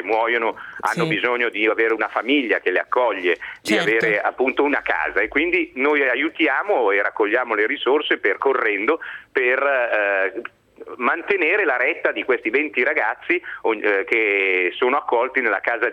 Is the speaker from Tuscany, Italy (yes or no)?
no; Milan, Lombardy, Italy; Io sono di Milano, abito nella periferia di Milano, al quartiere Abaggio